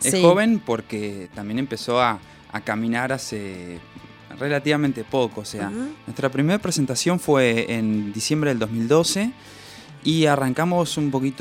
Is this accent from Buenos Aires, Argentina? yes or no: no; Larroque, Entre Ríos, Argentina; estuvimos en Entre Ríos, yo soy de Entre Ríos, ajá, nos fuimos a tocar ahí, fuimos a Gualeguaychú, a mi pueblo, que es La Roque.